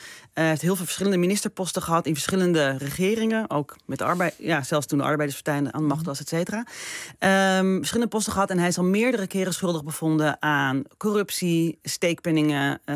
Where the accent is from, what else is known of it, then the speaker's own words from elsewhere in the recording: Israel; Dat doen vanuit het standpunt dat we uit Israël komen. Dat we daar echt iets mee hebben, dat we van het land houden